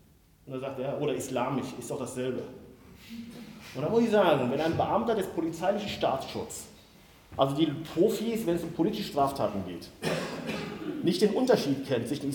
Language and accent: German; Siegen, North Rhine-Westphalia, Germany; meine Heimatstadt Siegen